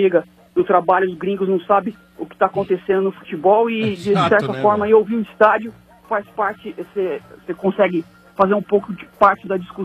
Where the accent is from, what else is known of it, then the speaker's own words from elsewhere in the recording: Marília, São Paulo, Brazil; now in São Paulo, Brazil; eu já acompanho o estádio desde 2007, quando eu mudei pra São Paulo, eu sou do interior de São Paulo, de Marília.